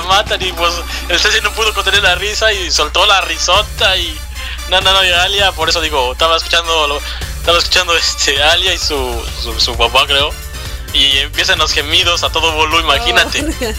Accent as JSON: {"language": "Spanish", "region": "Puebla", "country": "Mexico", "said": "Soy poblano y la cumbia la llevo en la sangre."}